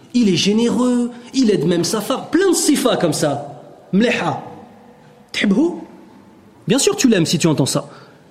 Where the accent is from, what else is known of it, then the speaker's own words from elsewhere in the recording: Italy; French is a second language; Vous savez que moi je ne suis pas un arabe, parce que vous savez ça. Moi je suis un italien, je suis un converti à l'islam.